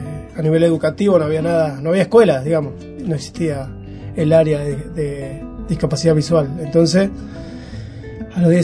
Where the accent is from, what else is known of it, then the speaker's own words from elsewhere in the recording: San Pedro, Buenos Aires Province, Argentina; Yo soy acá de San Pedro, nací en el Bajo, en las Canaletas, me crié, pasé toda mi infancia ahí, familia de origen humilde.